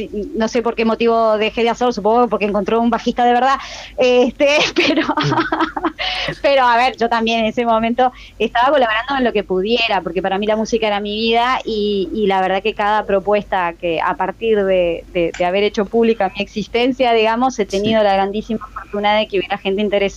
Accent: Montevideo, Uruguay; soy de Montevideo. Yo nací en Montevideo y viví toda mi vida en Montevideo. Fui, sí, cambiando un poquito de barrio de repente al principio con mi familia. Estuve la mayoría de los años, viví en Buceo y después la última parte de mi vida, no, perdón, la primera en Cordón

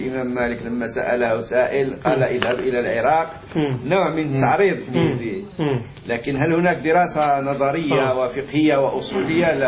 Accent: Morocco; احنا عندنا في المغرب يقولون عيش لا تموت

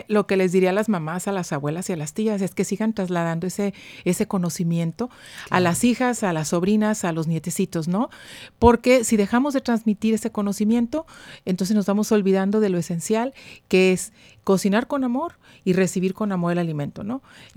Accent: Guadalajara, Jalisco, Mexico; now in Monterrey, Mexico; uh-huh. nacida en Guadalajara, Jalisco, ya casi 30 años aquí en Monterrey.

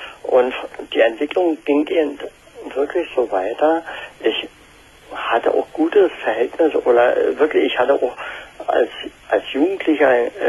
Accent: eastern Germany, Germany; ich komme aus dem Osten.

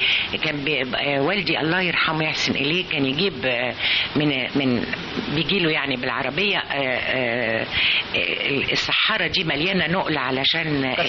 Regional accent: Abu al-Akhdar, Sharqia Governorate, Egypt; افتكر رمضان بفتكره في العزبة في البلد، احنا من الشرقية من ابو الاخضر شرقية.

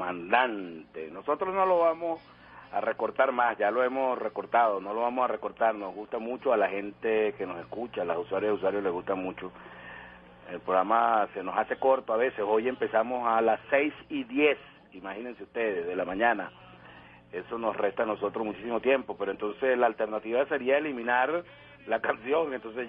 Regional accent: Venezuela; Eso es algo que nos debe emocionar como venezolanas y venezolanos.

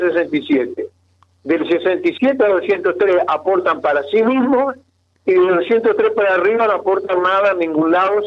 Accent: Fray Bentos, Río Negro, Uruguay; moved away; yo soy de Faiventos, hace 45 años que estoy acá

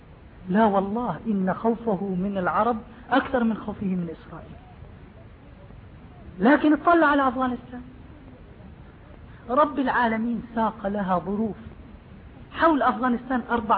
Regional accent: West Bank, Palestine; moved away; نحن فلسطيني والله من فلسطين، أنا ولدت في فلسطين في قرية اسمها سير الحربية قضاجني، وظليت في فلسطين حتى احتلال سنة 67، وأمي وأبوي وإخواني لا زالوا تحت حكم اليهود

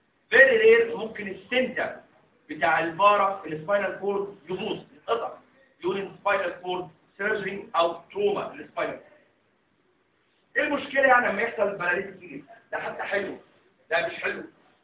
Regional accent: Egypt; تعالوا عندنا في مصر احنا مش بنعمل تراكشن على الكاستر

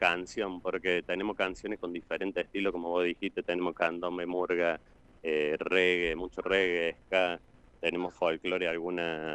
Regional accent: Córdoba, Argentina; Está muy cordobés la cosa.

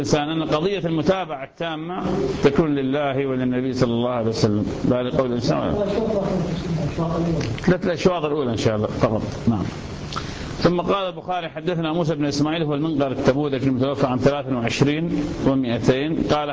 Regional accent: Ramadi, Al Anbar, Iraq; هذا أحد العلماء عندنا في الرمادي

